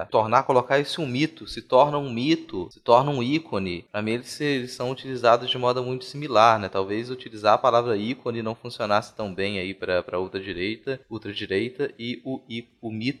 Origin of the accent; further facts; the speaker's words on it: Minas Gerais, Brazil; Praticamente toda a residência que tinha uma pessoa um pouco mais velha, na minha infância em Minas